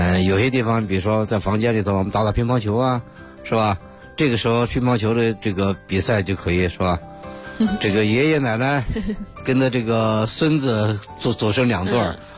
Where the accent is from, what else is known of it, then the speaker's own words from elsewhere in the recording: China; 也许我们中国人还有一个习惯呢